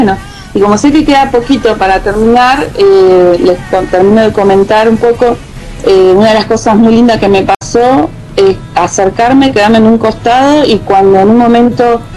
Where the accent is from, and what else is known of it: Cipolletti, Río Negro, Argentina